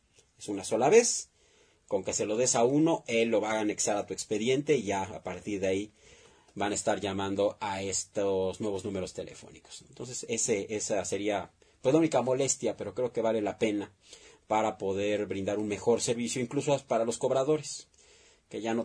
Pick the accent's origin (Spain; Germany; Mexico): Mexico; Yo creo que es lo peor que podemos hacer como mexicanos, que exista esa división.